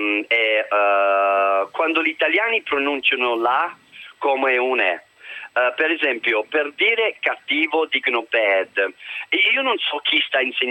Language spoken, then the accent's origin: Italian; Birmingham, West Midlands, United Kingdom; Italian is a second language; Ma io dico così, io sono di Birmingham